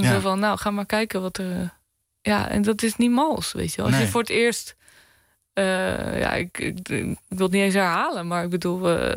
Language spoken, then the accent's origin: Dutch; Bleiswijk, South Holland, Netherlands; ik ben opgegroeid in Bluiswijk, vlakbij Den Haag, weet je.